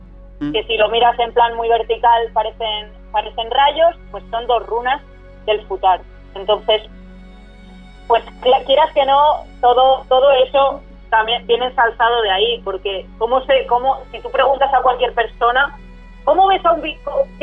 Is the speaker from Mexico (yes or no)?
no; Soria, Castile and León, Spain; Yo, por ejemplo, que soy de Soria y tengo una ciudad celtíbera al lado, que es Numancia.